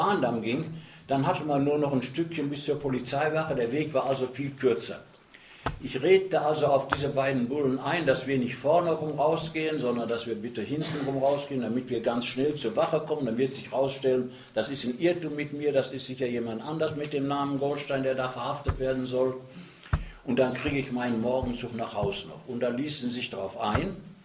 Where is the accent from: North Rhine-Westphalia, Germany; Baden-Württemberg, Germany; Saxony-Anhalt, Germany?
North Rhine-Westphalia, Germany; Dortmund; born there; Und das ist also in meinem dort in Scharnhorst bei Dortmund, wo ich geboren bin. Da war ich da in einer Bergarbeiterfamilie.